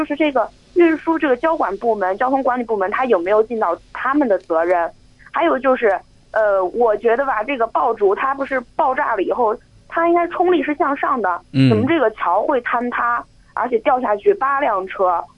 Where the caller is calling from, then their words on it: Baoji, Shaanxi, China; 我是来自陕西宝鸡的。